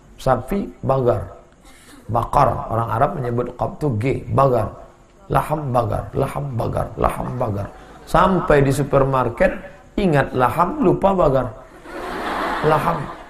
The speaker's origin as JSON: {"language": "Indonesian", "region": "Riau", "country": "Indonesia", "lives_now": "Medan, Indonesia", "said": "Dari Riau, Pak."}